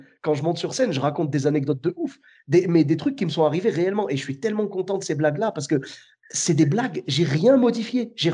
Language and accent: French; Clermont-Ferrand, Auvergne-Rhône-Alpes, France; now in Bordeaux, France; moi, je suis de Clermont-Ferrand à la base, tu vois. Et okay. je suis parti m'installer pour le travail à Bordeaux.